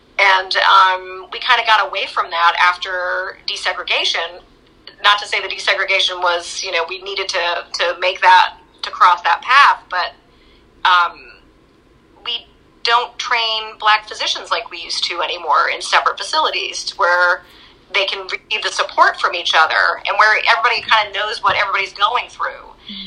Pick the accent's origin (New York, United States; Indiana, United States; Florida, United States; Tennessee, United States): New York, United States; You know, I'm originally from New York, not the city, I'm from upstate New York, about 2 hours north of the city. And so I still keep learning about the South. I am not from here. I've been here 27 years